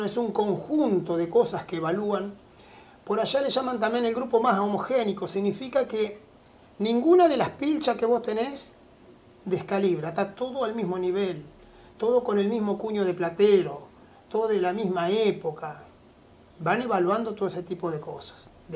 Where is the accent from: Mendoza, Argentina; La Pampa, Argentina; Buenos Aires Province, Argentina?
Buenos Aires Province, Argentina; Cañuelas; Soy hijo de Cañuelas. En 1870 aproximadamente llega mi bisabuelo de ahí para adelante, mi abuelo tambero, mi padre tambero, y ahí seguimos las ramas toda la vida ligado al campo.